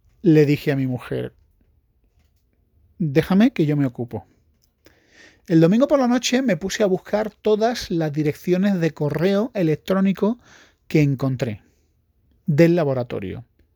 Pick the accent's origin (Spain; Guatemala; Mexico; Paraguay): Spain; Porque soy español.